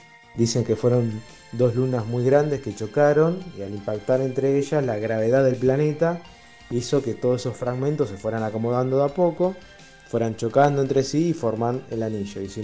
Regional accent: Rosario, Santa Fe, Argentina; de Rosario

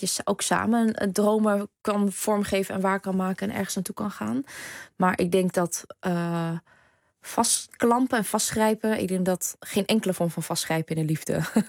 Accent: Groningen, Netherlands; accent: Gronings; Want ik ben hier wel geboren. Ik ben in Groningen geboren. En ik heb tot ik naar de toneelschool ging... echt een Gronings en Vietnamese accent gehad... die ik kaart heb afgeleerd.

